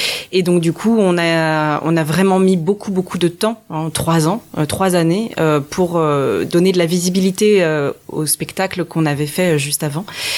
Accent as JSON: {"language": "French", "country": "French Polynesia", "tie": "born or raised there", "also_born_or_lived": "Nantes / Saint-Étienne / Paris suburbs", "said": "je vis depuis 10 ans en banlieue parisienne. Mais avant cela, j'ai fait mes études à Saint-Étienne. Avant cela, je suis née à Nantes. Je suis bretonne de cœur. Mais aussi avant cela, j'ai grandi en Polynésie française."}